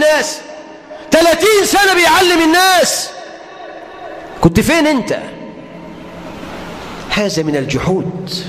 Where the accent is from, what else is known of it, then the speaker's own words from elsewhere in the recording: Egypt; اجعل بلدنا مصر أمنا أمانا، رخاء سخاء